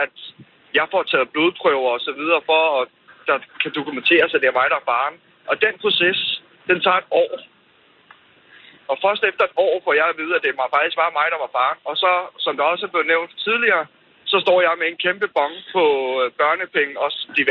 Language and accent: Danish; Zealand, Denmark; så var både hun i Sønderjylland, og jeg er fra Sjælland.